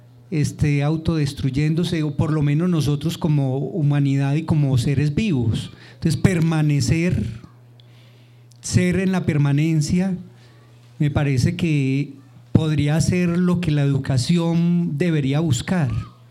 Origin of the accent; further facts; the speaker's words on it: Santa Fe de Antioquia, Antioquia, Colombia; vengo desde Santa Fe de Antioquia.